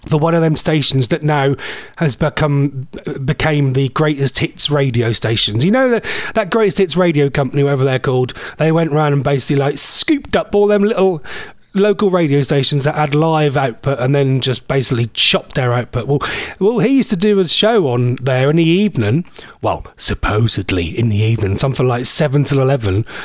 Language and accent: English; East of England, United Kingdom; accent: Norfolk; If you want to check out … is that me, my Norfolk accent?